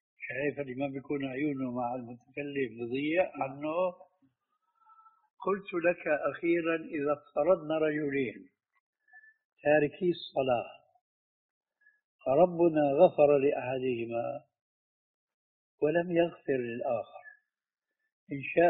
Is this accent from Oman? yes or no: no; Syria; وعندنا في الشام